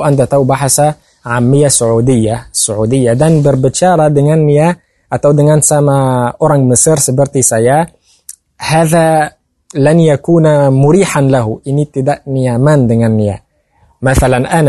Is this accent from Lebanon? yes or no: no; Egypt; نحن في مصر نقول كمي دي مصير بلانج، أنا مصري